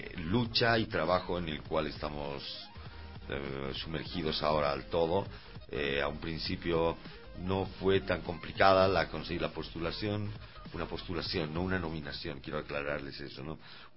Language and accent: Spanish; Bolivia; Todos los músicos somos bolivianos, ¿no?